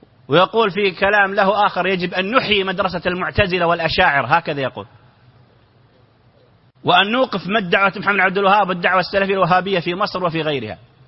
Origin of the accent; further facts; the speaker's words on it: Saudi Arabia; نعرف أن هناك في الإعلام عندنا في السعودية